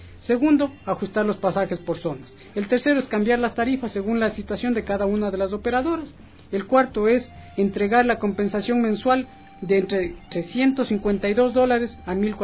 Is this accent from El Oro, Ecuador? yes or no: no; Checa, Pichincha, Ecuador; also born or lived in La Merced de Buenos Aires; Yo vivo en Checa, pero nací en la Merced de Buenos Aires, en el cantón de Urcuquín, Imbabura, pero vivo desde los 3 años acá en Checa, entonces yo me considero de corazón chequense